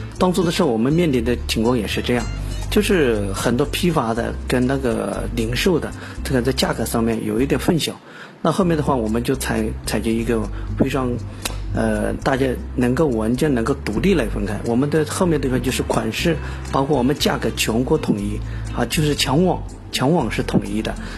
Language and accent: Chinese; Duchang County, Jiangxi, China; 本身我老家也就是九江啊周边的县城叫都昌县